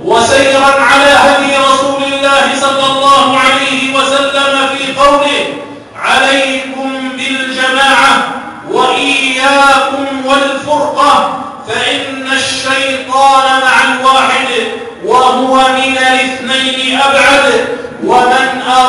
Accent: Algeria; للتصدي لكل المؤامرات التي تحاك ضد بلدنا الجزائر

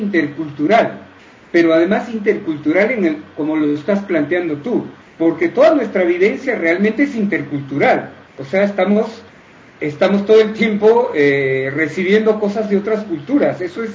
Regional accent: Cusco, Peru; born there; Facebook que es … ¿no? Yo nací en el Cusco, o sea, más al sur, y … es una familia que solamente es de ahí, y … porque leían muchos libros rusos, muchas novelas.

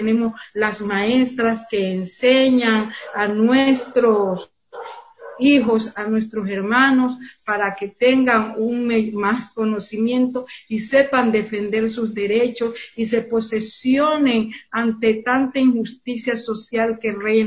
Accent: Esmeraldas, Ecuador; pues yo vine desde Esmeralda, yo también soy esmeraldeña.

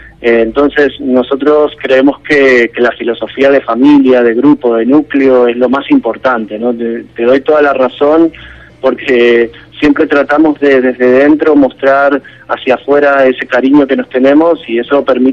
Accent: Argentina; yo soy argentino y también soy español

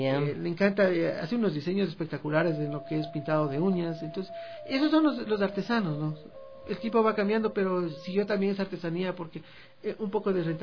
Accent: Quito, Pichincha, Ecuador; Soy de una ruralidad de acá de Quito.

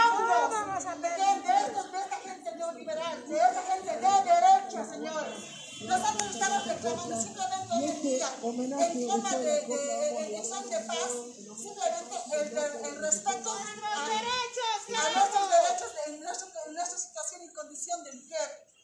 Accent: Bolivia; los dueños de esta patria, que somos los bolivianos, indígenas, campesinos, con todas sus etnias

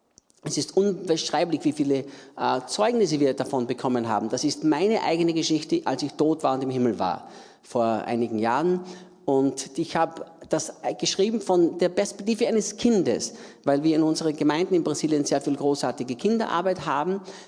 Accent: Austria; Österreicher, in Österreich geboren und aufgewachsen, habe mein Leben vor 51 Jahren Jesus übergeben und diene Jesus jetzt seit 39 Jahren.

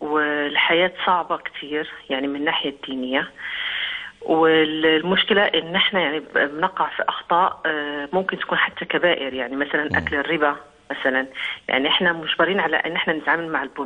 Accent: Morocco; أنا أصلي من المغرب.

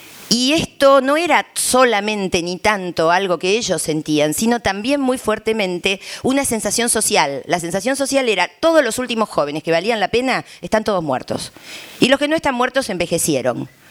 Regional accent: Argentina; porque en mi país, hasta diría el kirchnerismo, esto sobre todo hasta el 2010 esto fue muy fuerte

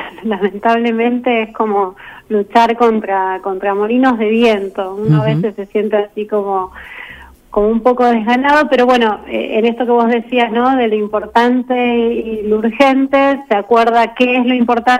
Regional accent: Carhué, Buenos Aires Province, Argentina; born there; Nací en Carué, provincia de Buenos Aires.

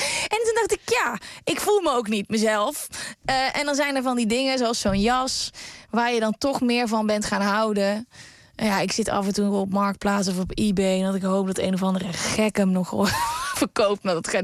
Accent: North Brabant, Netherlands; ik ben opgegroeid in Brabant. En daar wordt dat gewoon met de paplepel ingegoten.

